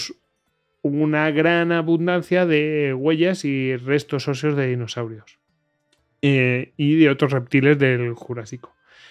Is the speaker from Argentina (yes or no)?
no; Castile and León, Spain; Que al lado de mi pueblo hay una huellita de dinosaurio que son tres o cuatro y bueno, es como... Ahí en Regumiel de la Sierra.